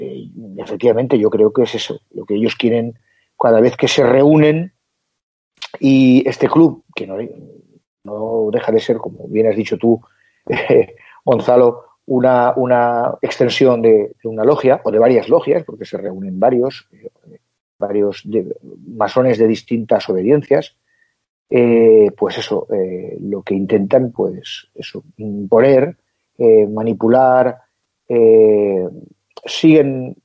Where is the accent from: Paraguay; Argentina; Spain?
Spain; Nosotros, como españoles y mediterráneos